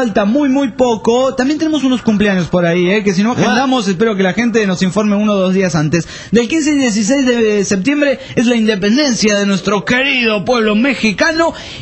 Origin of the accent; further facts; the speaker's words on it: Argentina; pero yo lo puedo decir porque soy argentino